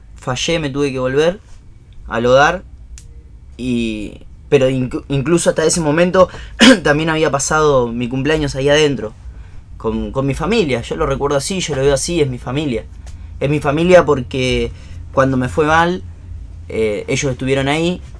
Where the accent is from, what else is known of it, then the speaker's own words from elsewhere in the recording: Ensenada, Buenos Aires Province, Argentina; also born or lived in La Plata; yo soy de Catela. O sea, nacido en La Plata, pero me crié en Catela. Catela, Ensenada, ¿no? Uno de los primeros barrios de Ensenada